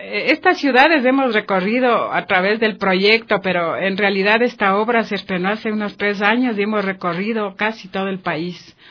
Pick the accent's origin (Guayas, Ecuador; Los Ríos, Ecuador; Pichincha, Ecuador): Pichincha, Ecuador; Quito; Entonces yo soy de Quito